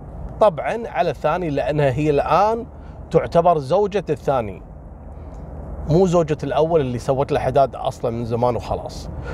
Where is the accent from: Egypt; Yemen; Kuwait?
Kuwait; كشيوخ دين عندنا في الكويت